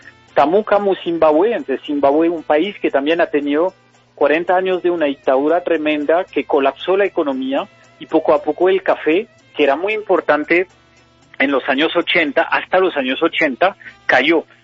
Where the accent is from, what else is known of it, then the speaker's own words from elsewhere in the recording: Lyon, Auvergne-Rhône-Alpes, France; Yo soy de Lyon.